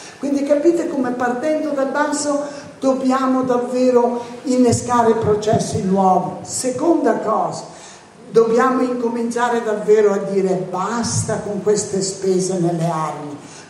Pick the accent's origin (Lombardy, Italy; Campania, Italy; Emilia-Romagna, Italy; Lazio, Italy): Campania, Italy; Naples; ma io vengo da Napoli, dal sud, che sta soffrendo immensamente